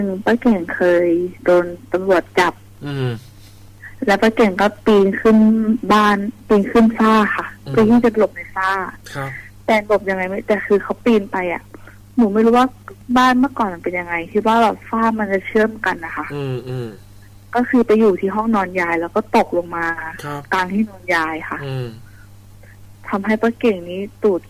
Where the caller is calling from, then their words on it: Ban Pong, Ratchaburi, Thailand; บ้านโป่งราชบุรีค่ะ